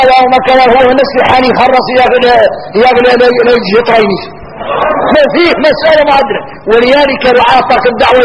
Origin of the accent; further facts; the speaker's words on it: Mauritania; احنا موريتاني يا الحار